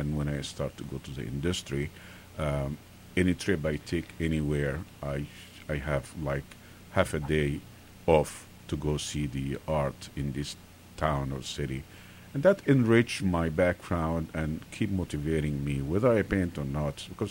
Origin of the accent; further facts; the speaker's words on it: Egypt; as Egyptian, I grew up in Egypt and things like that.